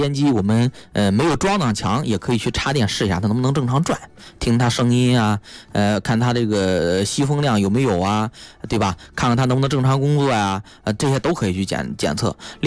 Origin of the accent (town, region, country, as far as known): China